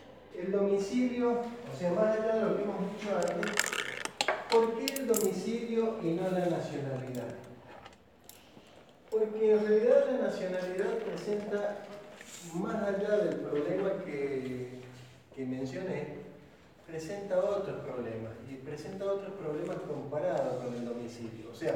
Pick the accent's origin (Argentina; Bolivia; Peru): Argentina; ya somos todos argentinos. Porque si nosotros tuvimos un abuelo turco, un abuelo italiano, un abuelo español, o un bisabuelo ya, yo creo que soy de los más chicos que tenía abuelo